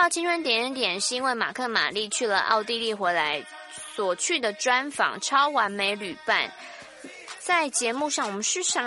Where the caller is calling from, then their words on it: Taichung, Taiwan; 从小陪伴我长大，小时候听台中广播